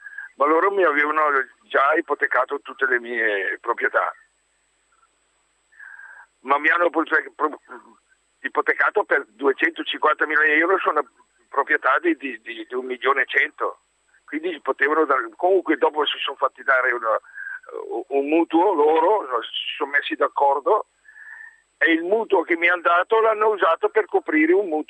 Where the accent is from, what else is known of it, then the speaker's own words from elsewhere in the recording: Caravaggio, Lombardy, Italy; di Caravaggio, sono vice sindaco e sindaco qui al mio paese